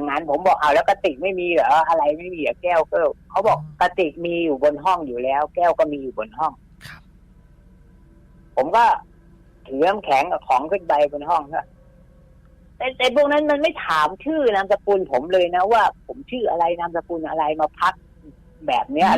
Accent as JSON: {"language": "Thai", "region": "Saraburi", "country": "Thailand", "tie": "born or raised there", "said": "ผมก็ต้องผ่านตัวจังหวัดสระบุรีบ้านผม"}